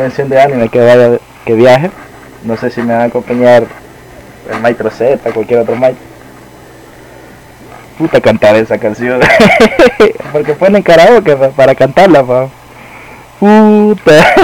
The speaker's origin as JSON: {"language": "Spanish", "country": "El Salvador", "said": "yo soy del Salvador, así que la violencia, guerra y delincuencia que he vivido en todos mis años"}